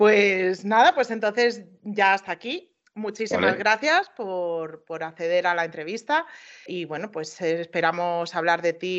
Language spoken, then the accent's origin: Spanish; Castilla-La Mancha, Spain; Yo aquí soy de la Alcarria, yo te puedo llevar a Brihuega, si quieres.